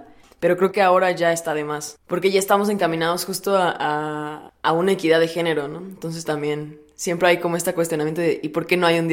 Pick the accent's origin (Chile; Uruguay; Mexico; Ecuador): Mexico; Puebla; soy de Puebla y tengo 23 años.